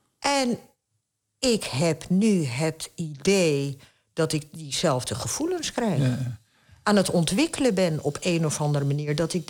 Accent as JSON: {"language": "Dutch", "town": "Fes", "region": "Fès-Meknès", "country": "Morocco", "said": "Ik kom uit Fes, dat is een van de koningsteden."}